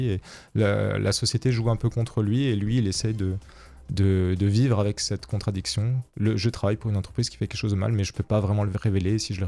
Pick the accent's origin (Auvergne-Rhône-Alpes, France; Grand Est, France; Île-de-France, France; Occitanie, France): Grand Est, France; je suis alsacien, je suis dans l'Alsace, j'y tiens, hein, c'est important.